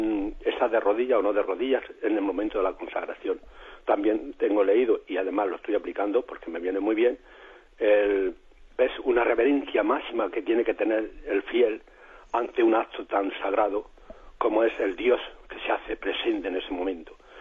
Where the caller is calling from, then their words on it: Murcia, Region of Murcia, Spain; de Murcia